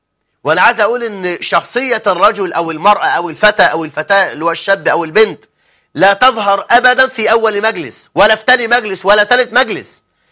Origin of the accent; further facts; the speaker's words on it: Egypt; اللي بيسموه كد الكتاب كما هو المعهود عندنا في مصر